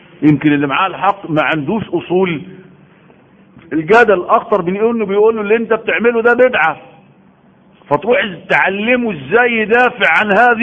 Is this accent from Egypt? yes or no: yes; Egypt; اكبر علم عندنا في مصر